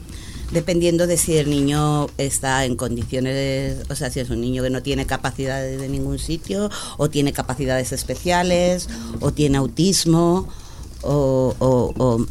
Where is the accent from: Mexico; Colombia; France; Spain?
Spain; Madrid, Community of Madrid; Yo soy de Orcasitas. En mi barrio sale a 67.000 euros al mes por menor al año.